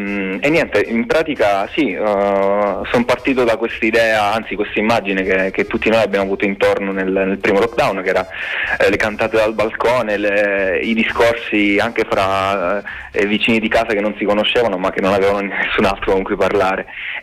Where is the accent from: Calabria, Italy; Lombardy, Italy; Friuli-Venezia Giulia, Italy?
Calabria, Italy; moved away as an adult; now in Bologna, Italy; appena arrivato qui a Bologna, visto che sono un calabrese, arrivato qui per studiare